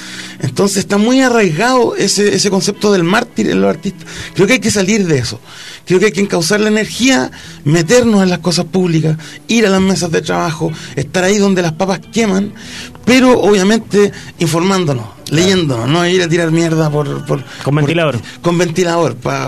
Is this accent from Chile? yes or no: yes; Calama, Antofagasta, Chile; vengo de Calama